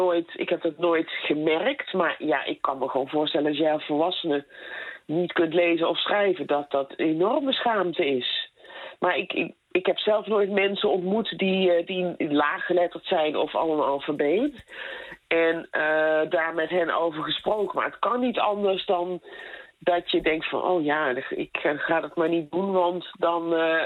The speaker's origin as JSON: {"language": "Dutch", "country": "Netherlands", "said": "Je denkt er als Nederlander die wel goed onderwijs heeft gekregen nooit zo over na."}